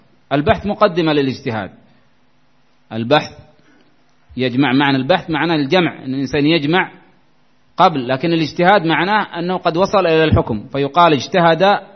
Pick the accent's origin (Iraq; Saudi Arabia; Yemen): Yemen